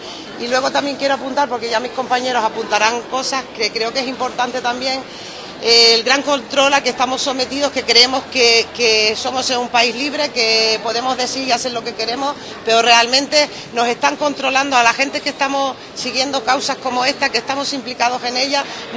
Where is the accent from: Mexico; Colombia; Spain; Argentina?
Spain; como ciudadanos españoles que embarcamos en un buque de bandera española